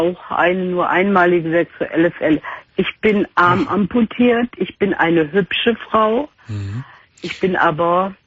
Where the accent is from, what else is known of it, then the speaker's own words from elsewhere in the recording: North Rhine-Westphalia, Germany; der da im Ruhrgebiet, wo ich herkomme, Akkord fahren musste